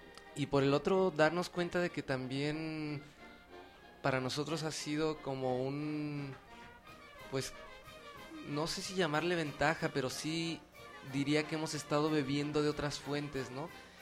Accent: Mexico; yo soy mexicano

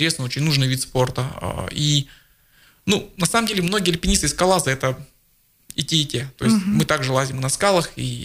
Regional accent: Abakan, Khakassia, Russia; И вот я сам родом из Абакана.

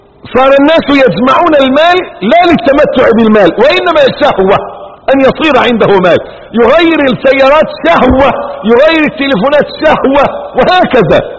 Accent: Egypt; ولعل من لا يعرف سر هذا الاسم، ان عندنا في مصر

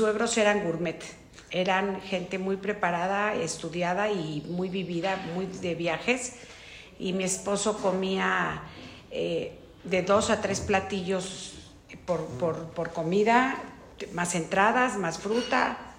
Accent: Mexico City, Mexico; born there; casada con … Nací en la Ciudad de México el 31 de enero de 1960.

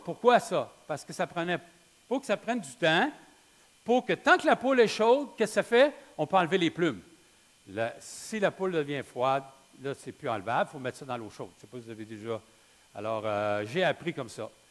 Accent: Quebec, Canada; pour nous, en tant que Québécois, ça n'a pas de sens nécessairement

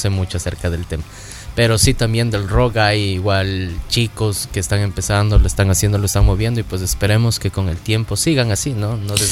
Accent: Ambato, Tungurahua, Ecuador; el viernes tenemos una rueda de prensa allá en mi ciudad antes del evento en el día sábado, ¿no? En el Teatro al Aire Libre en Ambato.

